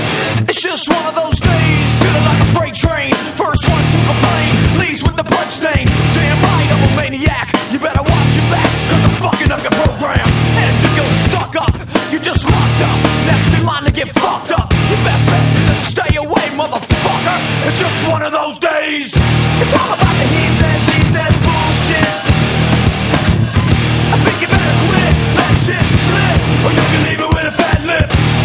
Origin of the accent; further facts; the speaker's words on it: Madrid, Community of Madrid, Spain; Yo soy de Madrid, ¿eh?